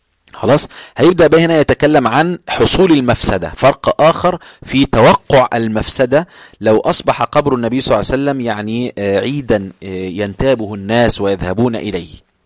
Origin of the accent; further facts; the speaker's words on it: Egypt; كل هذا شاب أنا شفته رأيته بعيني في قرى عندنا في مصر